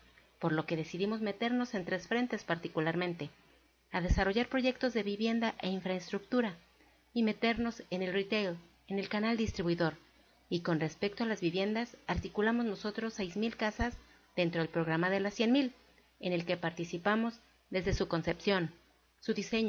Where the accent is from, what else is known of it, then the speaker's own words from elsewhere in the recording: Colombia; now in Mexico; yo salí de Colombia en el 2002 y llegué en el 2011